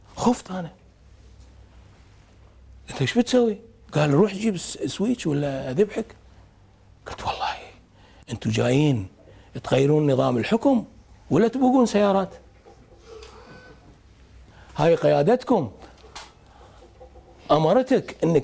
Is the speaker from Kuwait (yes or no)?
yes; Kuwait; أشو ردت ديرتنا طلبنا أي بلد يتعرض لما تعرضت له الكويت لازم تشكل لجنة تحقق في الموضوع